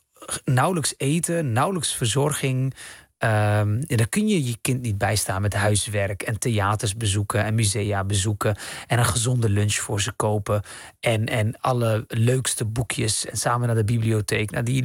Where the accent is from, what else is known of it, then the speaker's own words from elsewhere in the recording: Rotterdam, South Holland, Netherlands; born there; Ik dacht, oh, dat heeft te maken met dat ik Marokkaanse roots heb of zo. Ik ben in Rotterdam geboren. Of dat ik islamitisch ben of zo.